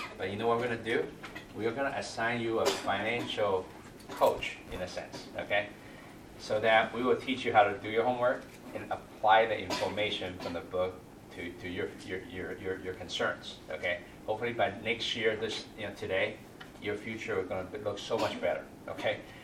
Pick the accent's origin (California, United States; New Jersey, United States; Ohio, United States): California, United States; Like, I'm from California, okay, Northern California.